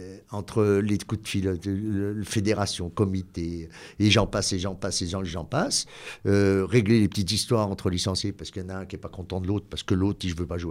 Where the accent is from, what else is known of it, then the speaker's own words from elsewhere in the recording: Valserhône, Auvergne-Rhône-Alpes, France; Moi, je suis né ici, je suis né en 1966 à Béliard, au Valserone. Maintenant, on est Valserone. Je prends le Valseronois. Je suis un vrai Valseronois.